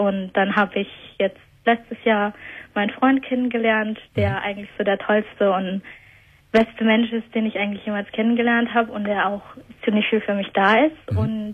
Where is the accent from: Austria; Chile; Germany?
Chile; Rio Bueno, Los Ríos; Genau, meine Wurzeln, die liegen in Chile. Also besser gesagt, ich komme aus Rio Bueno